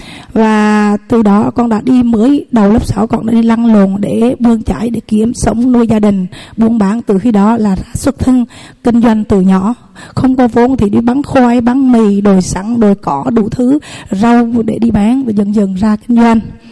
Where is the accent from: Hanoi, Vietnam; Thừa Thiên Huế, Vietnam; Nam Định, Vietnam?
Thừa Thiên Huế, Vietnam; Con sinh ra lớn lên tại Thừa Thiên Huế, tại xã Vĩnh Phú, huyện Phú Vang, và lập gia đình chồng là xã Phú Hải, cùng huyện Phú Vang.